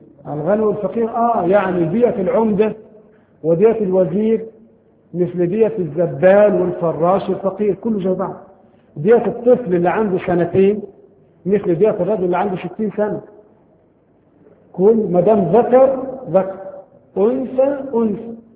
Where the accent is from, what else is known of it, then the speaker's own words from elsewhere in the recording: Egypt; طبعا عندنا في مصر هذا القانون غير مطبق شرعا